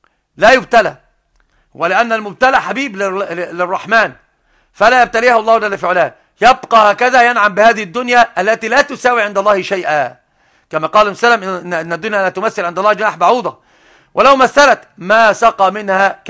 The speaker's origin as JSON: {"language": "Arabic", "country": "Egypt", "said": "عندنا في مصر بالذات"}